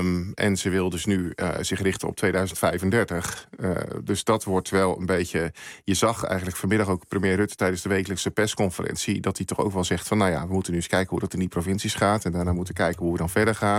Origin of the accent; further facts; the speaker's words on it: Overijssel, Netherlands; Want ik ben zelf oorspronkelijk afkomstig uit Twente.